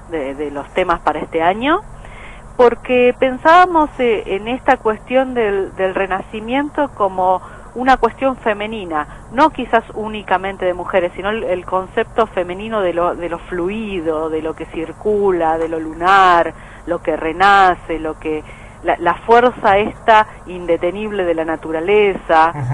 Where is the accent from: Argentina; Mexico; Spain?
Argentina; somos tres argentinas, digamos, en el plantel